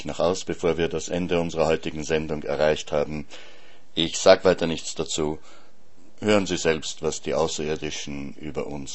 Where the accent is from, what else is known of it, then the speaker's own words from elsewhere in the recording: Vienna, Austria; oder eher offensichtlich in meiner Heimatstadt Wien aufgefangen.